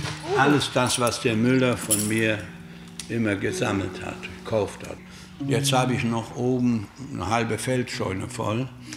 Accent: Germany; Aber ich war ein Deutscher.

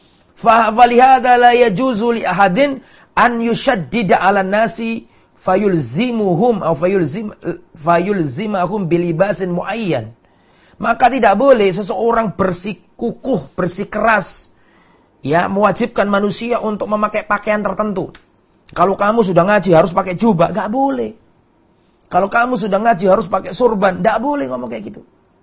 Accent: Lamongan, East Java, Indonesia; Saya di desa misalnya, di desa saya Lamongan misalnya, saya sholat, orang sana adatnya adalah memakai sarung sama pakai baju sama songkok.

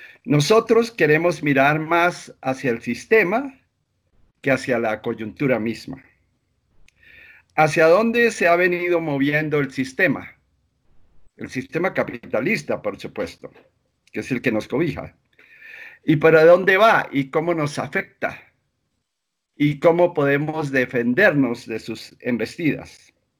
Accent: Colombia; Como sociólogos colombianos hemos querido adelantar opiniones

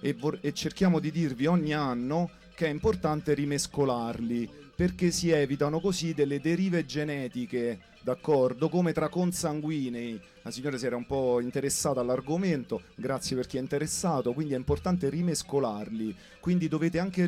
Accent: Campania, Italy; io vengo dalla provincia di Salerno

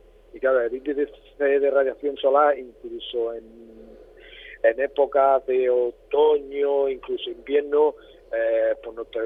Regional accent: Almería, Andalusia, Spain; los que somos de Almería y conocemos Almería, sabemos que es muy seca.

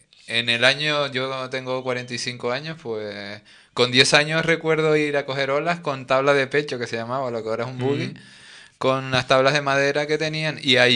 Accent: Bajamar, Canary Islands, Spain; yo soy de Bajamar. En Bajamar siempre se ha hecho surf

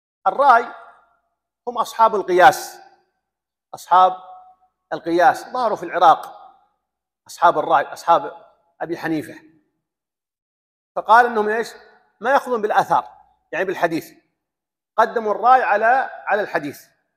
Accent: Saudi Arabia; كان يقرأ عن الإلحاد هنا عندنا في السعودية

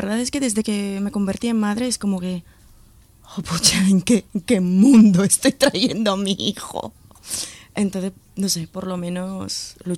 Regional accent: Luzon, Philippines; para mí, que soy filipina, vengo de Luzón, sur para mí es un territorio de valientes

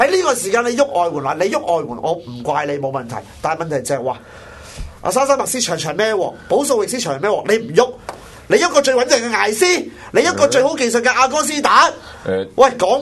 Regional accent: Hong Kong; 其实我哋作为香港球迷，作为一个香港人

